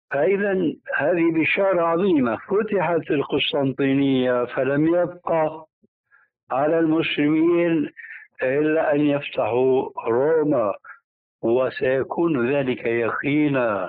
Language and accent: Arabic; Damascus, Damascus Governorate, Syria; كما يقولون عندنا في دمشق